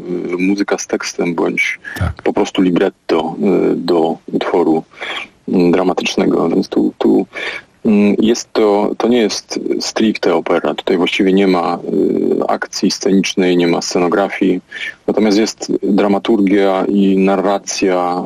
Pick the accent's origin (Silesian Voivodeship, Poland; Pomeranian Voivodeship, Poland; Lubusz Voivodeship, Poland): Silesian Voivodeship, Poland; trudno mnie tak do końca Ślązakiem określić. Natomiast urodziłem się na Śląsku i wychowałem, co na pewno ma jakieś znaczenie w tym, kim jestem, jak widzę świat i też to miejsce.